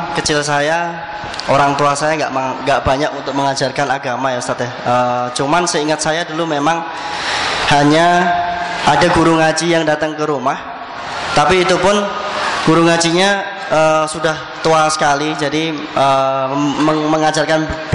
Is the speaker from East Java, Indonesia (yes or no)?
no; Surakarta, Central Java, Indonesia; karena besarnya di Solo, dan bapak saya kebetulan juga orang Surabaya asli. Dulu pernah waktu kecil sempat besar di Surabaya